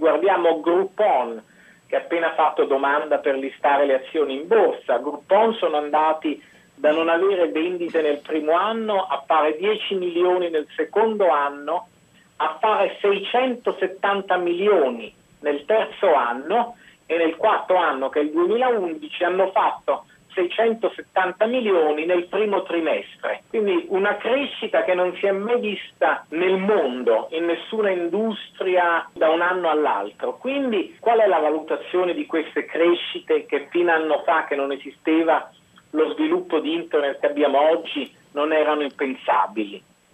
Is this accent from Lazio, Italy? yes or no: yes; Rome, Lazio, Italy; moved away as an adult; now in United States